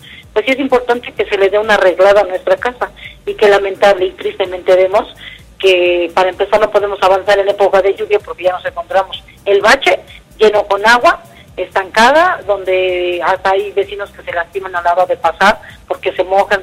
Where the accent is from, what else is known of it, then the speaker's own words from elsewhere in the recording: Xochimilco, Mexico City, Mexico; ya que yo soy de Xochimilco.